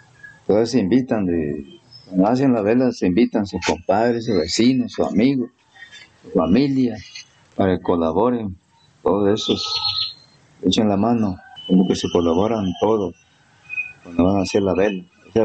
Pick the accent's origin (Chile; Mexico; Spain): Mexico; Chiapa de Corzo, Chiapas; Ahora ya somos chiapacorteños, ya no somos de Chiapulango, ¿no? Somos de Chiapa.